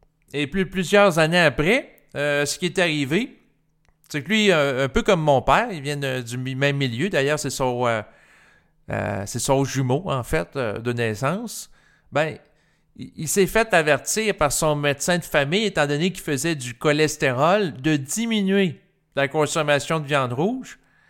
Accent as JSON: {"language": "French", "region": "Quebec", "country": "Canada", "said": "Moi, je suis un Québécois. Je suis né en 1981. Je viens d'une famille quand même assez conservatrice pour l'époque. Mes deux parents allaient régulièrement à la messe."}